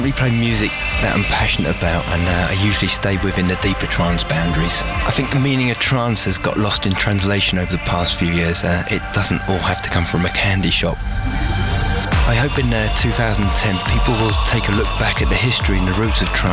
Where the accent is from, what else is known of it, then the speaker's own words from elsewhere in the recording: Brighton, South East England, United Kingdom; I'm from Brighton in the UK. People call my sound the Juice Sound